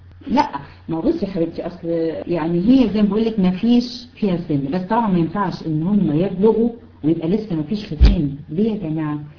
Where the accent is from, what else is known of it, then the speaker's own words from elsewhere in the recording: Egypt; احنا طبعا بالنسبة هنا عندنا في مصر بالنسبة للولاد